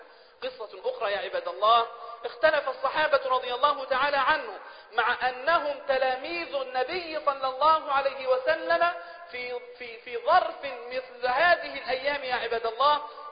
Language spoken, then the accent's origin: Arabic; Egypt; يعني احنا لو عندنا في مصر في هذه الأيام أكبر ثروة اقتصادية في العالم